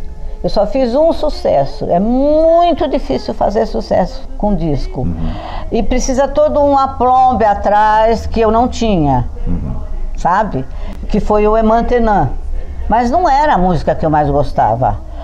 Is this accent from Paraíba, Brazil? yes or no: no; São Paulo, Brazil; born there; Eu nasci em São Paulo mesmo, nasci no Brás. Na época que eu nasci, ele era tido como um bairro de artistas.